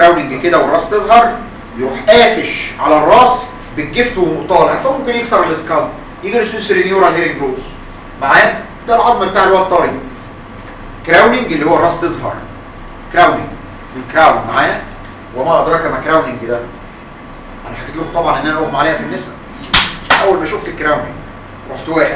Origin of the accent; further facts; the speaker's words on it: Egypt; الا ان عندنا في مصر ناس عندهم اشرس بس مش كومن